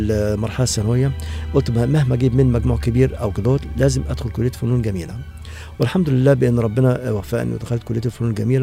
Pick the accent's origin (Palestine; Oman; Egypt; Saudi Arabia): Egypt; Faiyum Governorate; born there; من مواليد محافظة الفيوم 1958. نشأت في أسرة من الطبقة المتوسطة،